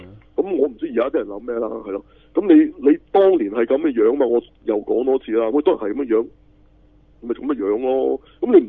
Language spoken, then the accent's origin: Cantonese; China; 我係中國人嚟嘅、啊、又唔大隻，又唔高大，係嘛？